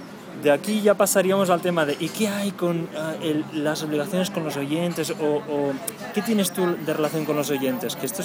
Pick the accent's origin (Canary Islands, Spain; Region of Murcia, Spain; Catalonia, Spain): Catalonia, Spain; ¿Te acuerdas que soy catalán?